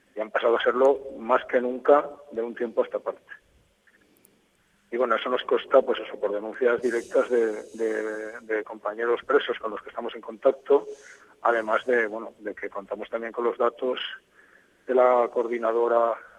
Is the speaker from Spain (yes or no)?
yes; Valencia, Valencian Community, Spain; soy de Valencia.